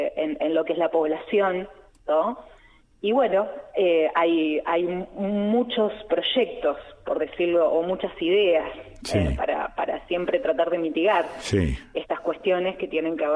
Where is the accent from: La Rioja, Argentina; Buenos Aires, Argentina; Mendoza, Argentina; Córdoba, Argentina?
Buenos Aires, Argentina; desde la ciudad cabecera hasta el último pueblo, desde el de donde yo vengo, hay 110 kilómetros de diferencia.